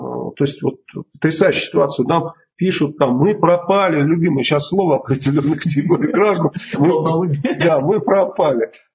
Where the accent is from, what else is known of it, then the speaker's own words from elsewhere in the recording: Bulgaria; Мы вообще из Болгарии, я болгарин, поэтому это нормальная фамилия для болгарина.